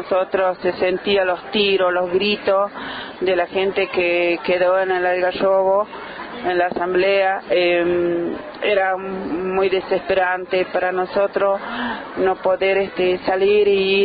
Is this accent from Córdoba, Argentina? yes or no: no; Catamarca, Argentina; que en mi pueblo están 2 retos bombeos, y estamos consumiendo el agua que ellos están largando porque no nos queda otra.